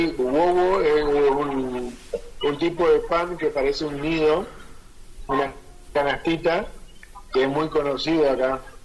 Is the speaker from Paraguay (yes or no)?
no; Argentina; No sé si es porque somos argentinos o lo hacemos todo